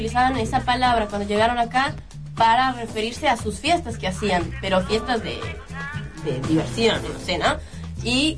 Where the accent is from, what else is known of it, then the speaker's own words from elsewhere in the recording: Ecuador; yo que soy de Ecuador, por eso les cuento esto.